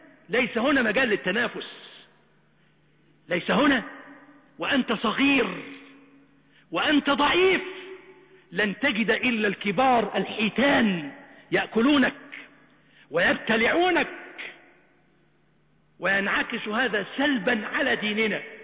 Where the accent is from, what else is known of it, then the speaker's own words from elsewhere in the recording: Egypt; نجد أن بلادنا مصر تنعم بخيرات وبركات لا حصر لها ولا عد.